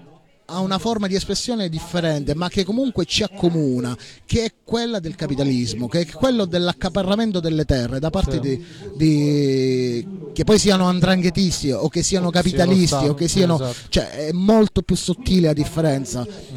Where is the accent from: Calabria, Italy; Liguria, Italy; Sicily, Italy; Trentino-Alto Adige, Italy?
Calabria, Italy; Io personalmente vengo dalla Calabria, vivo giù in Calabria